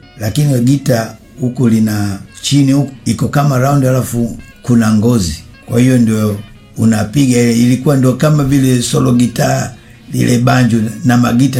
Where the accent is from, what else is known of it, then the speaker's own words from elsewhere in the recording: Dar es Salaam, Tanzania; born there; Mimi nimezaliwa hapa hapa Dar es Salaam, mtaa wa Mafia namba 17. Nimezaliwa mwaka 1943. Kwa hiyo mpaka sasa hivi nina miaka 71.